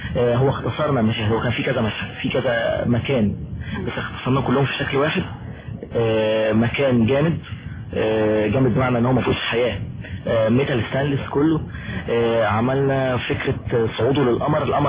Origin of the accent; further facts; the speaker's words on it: Egypt; ده انا بعرف عندنا في مصر او في الوطن العربي